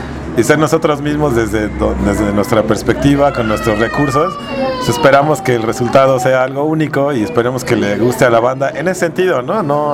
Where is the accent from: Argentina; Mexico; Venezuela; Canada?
Mexico; Iztapalapa, Mexico City; Yo crecí en Iztapalapa con mi hermano, ahora vivo en la Agrícola Oriental, pero bueno, somos de Iztapalapa, mi primo de Tepito, ¿no?